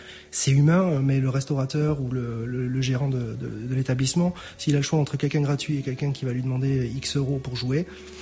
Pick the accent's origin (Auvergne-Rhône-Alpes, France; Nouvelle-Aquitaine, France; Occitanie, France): Nouvelle-Aquitaine, France; Bayonne; J'ai toujours été bien reçu chez nous, dans le Sud-Ouest, enfin sur Bayonne et sa région.